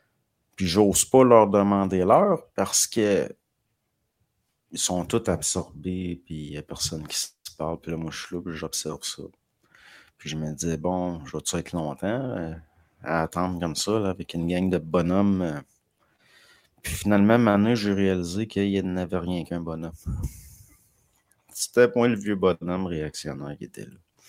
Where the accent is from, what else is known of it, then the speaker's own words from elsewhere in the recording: Dolbeau, Quebec, Canada; Je suis natif de Dolbeau.